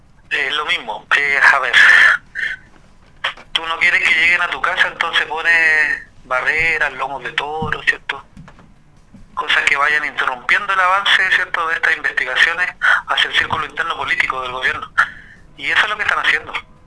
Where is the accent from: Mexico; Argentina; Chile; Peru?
Chile; los problemas que tenemos como chilenos